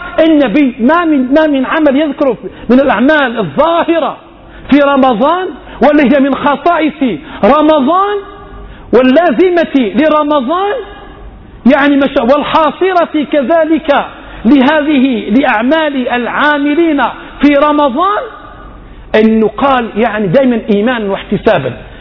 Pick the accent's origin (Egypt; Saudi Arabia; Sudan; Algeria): Algeria; احنا فشات مش غير عندنا بالجزائر